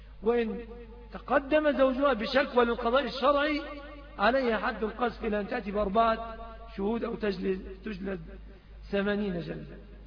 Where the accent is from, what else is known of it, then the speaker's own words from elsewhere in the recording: Egypt; في عندنا في بلادنا مصر حقيقة الأعراض منتهكة تماما